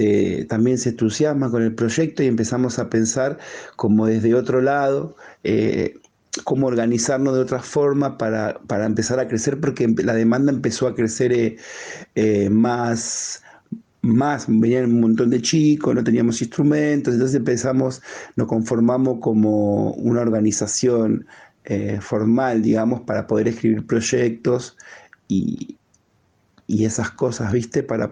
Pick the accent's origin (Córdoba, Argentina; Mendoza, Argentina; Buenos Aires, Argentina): Buenos Aires, Argentina; Soy de Capital Federal, Argentina, en el barrio de Barracas y dentro del barrio de Barracas en una villa, en la villa 2124. Nací acá, vivo acá